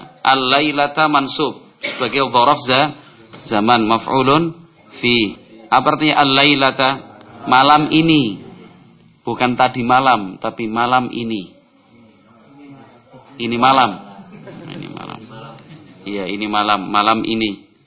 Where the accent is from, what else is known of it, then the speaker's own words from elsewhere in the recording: Java, Indonesia; saya orang Jawa.